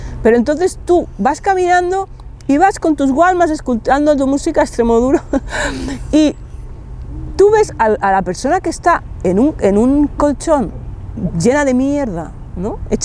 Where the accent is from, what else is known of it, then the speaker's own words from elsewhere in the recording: Barcelona, Catalonia, Spain; soy aquí de Barcelona, nací en el barrio de Gracia hace 43 años, cuando todavía no estaba lleno de pijos hipsters.